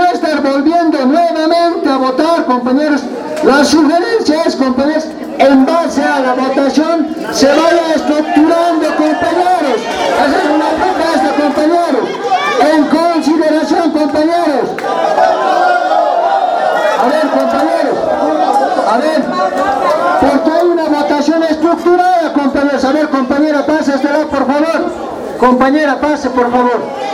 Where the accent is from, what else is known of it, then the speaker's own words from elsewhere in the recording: Achocalla, La Paz, Bolivia; A Achucaya somos 3 cantones y 4 distritos, compañeros. Todos somos de Achucaya, compañeros.